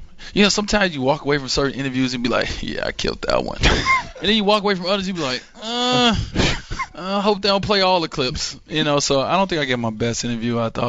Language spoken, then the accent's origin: English; Chicago, Illinois, United States; You know, I'm growing up in Chicago, getting a chance to meet Oprah.